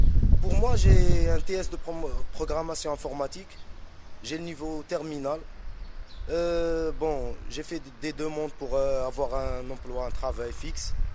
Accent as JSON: {"language": "French", "country": "Algeria", "said": "il y a des fois que je me sens pas vraiment que je suis un Algérien"}